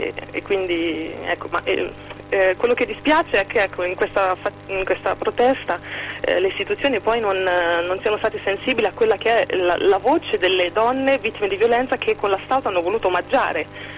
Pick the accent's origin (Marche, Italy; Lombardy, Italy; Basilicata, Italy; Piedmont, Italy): Marche, Italy; Vidi Editore che è un piccolo ma validissimo editore marchigiano della mia terra di origine